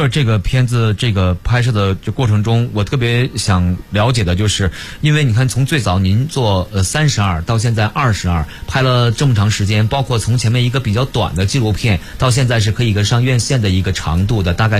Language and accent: Chinese; Harbin, Heilongjiang, China; 您知道我老家是哈尔滨